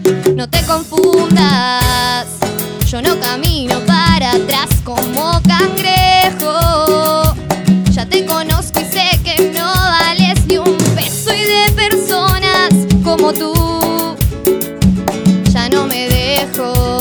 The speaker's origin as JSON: {"language": "Spanish", "town": "La Plata", "region": "Buenos Aires Province", "country": "Argentina", "said": "El resto somos de acá de La Plata."}